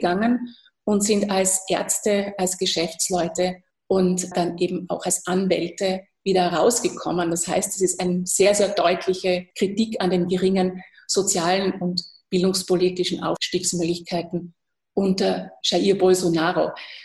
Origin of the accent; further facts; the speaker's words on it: Austria; das kann ich als Österreicherin durchaus verstehen